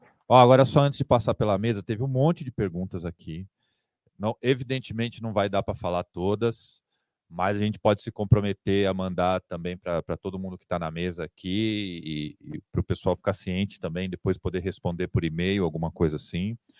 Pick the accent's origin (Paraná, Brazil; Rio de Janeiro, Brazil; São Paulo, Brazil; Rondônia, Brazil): Paraná, Brazil; pois também sou do Paraná.